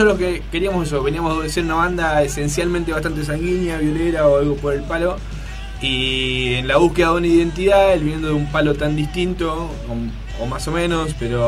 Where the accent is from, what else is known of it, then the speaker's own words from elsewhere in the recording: Temperley, Buenos Aires Province, Argentina; Sí, yo soy de Temperley